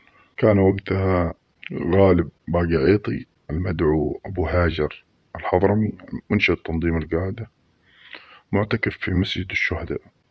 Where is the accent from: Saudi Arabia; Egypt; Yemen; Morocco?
Yemen; Mukalla, Hadramaut; مثل ما حصل عندنا في المكلا